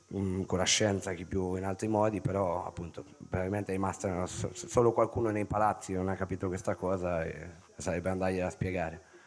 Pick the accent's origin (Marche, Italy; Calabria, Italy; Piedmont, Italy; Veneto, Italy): Marche, Italy; Ancona; sono di Ancona